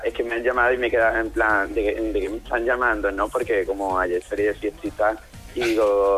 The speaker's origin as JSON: {"language": "Spanish", "town": "Málaga", "region": "Andalusia", "country": "Spain", "said": "Soy de Málaga."}